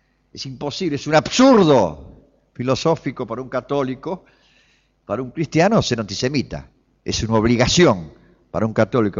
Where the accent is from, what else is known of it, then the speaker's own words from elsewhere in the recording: Flores, Buenos Aires, Argentina; soy nacido y criado en Flores. Viví en la calle Bilbao, entre Membrillar y Bonorino.